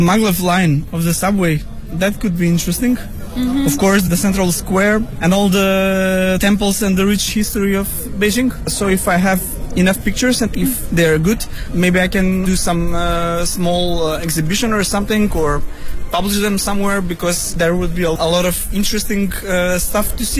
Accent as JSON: {"language": "English", "country": "North Macedonia", "said": "I come from Macedonia."}